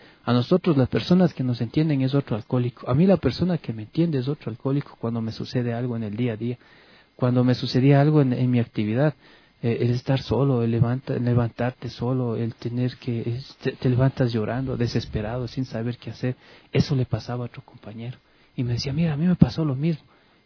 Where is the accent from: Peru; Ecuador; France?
Ecuador; Yo no soy de aquí de Quito, soy de provincia, y vine acá a estudiar aquí en Quito